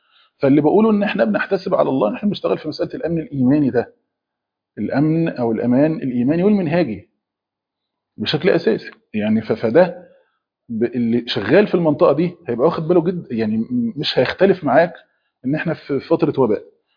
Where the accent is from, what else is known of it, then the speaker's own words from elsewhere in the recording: Egypt; مثلا عندنا في مصر لما حصلت الحاجات اللي هي ما بين ايران وما بين اسرائيل دي